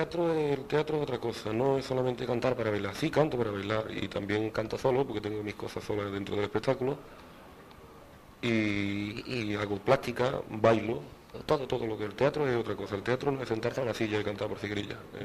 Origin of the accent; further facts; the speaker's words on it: Jerez, Andalusia, Spain; also born or lived in Granada; Lo mismo que nací en Granada, podía haber nacido en un taxi, pero a la semana de haber nacido yo estaba en Jerez. Yo soy jerezano total, de arriba a abajo.